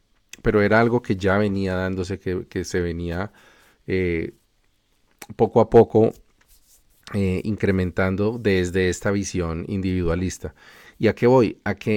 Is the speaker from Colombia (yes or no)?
yes; Colombia; al menos de donde vengo yo, que es de Colombia